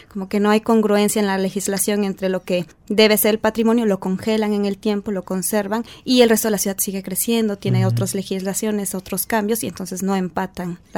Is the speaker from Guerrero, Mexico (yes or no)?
no; Puebla, Mexico; soy poblana.